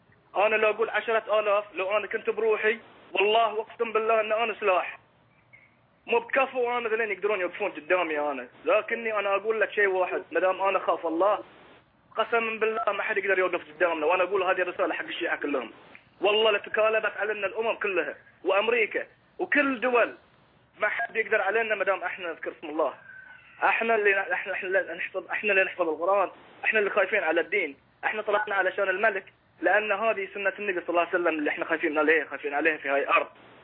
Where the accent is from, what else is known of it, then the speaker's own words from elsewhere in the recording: Bahrain; يا اخي انا مظلوم، انا انسان بحريني، انا مظلوم